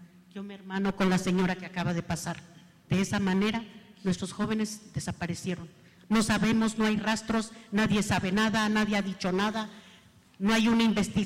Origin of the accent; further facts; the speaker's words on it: Iguala, Guerrero, Mexico; Iguala, nosotros venimos de Iguala, Iguala Guerrero, cuna de la independencia. En ese lugar, nosotros somos muy noctámbulos, dormimos muy noche, la gente se duerme muy tarde.